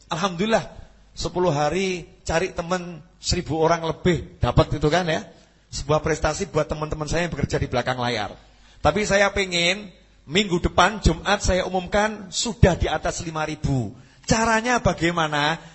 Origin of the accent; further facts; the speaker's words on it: Surakarta, Central Java, Indonesia; Makanya jangan pindah dari saya, enggak perlu pindah, saya memang orang Solo.